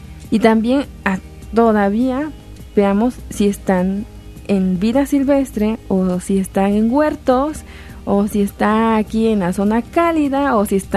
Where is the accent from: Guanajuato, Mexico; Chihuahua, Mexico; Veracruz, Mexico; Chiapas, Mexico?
Veracruz, Mexico; San Andrés Tuxtla; De San Andrés Tuxtla, Veracruz.